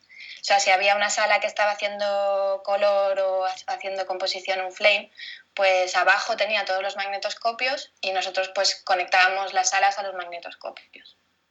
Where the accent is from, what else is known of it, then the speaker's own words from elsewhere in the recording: Madrid, Community of Madrid, Spain; also born or lived in France; desde pequeña estaba en Madrid. Yo nací en Francia, pero yo estaba en Madrid desde los, no sé, 8 años, una cosa así. No, un poco antes, yo creo, incluso. Sí, de Madrid.